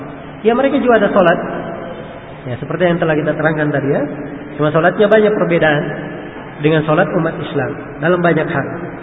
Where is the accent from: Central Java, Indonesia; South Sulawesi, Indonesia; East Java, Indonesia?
South Sulawesi, Indonesia; Takalar; Di kampung saya di Takalar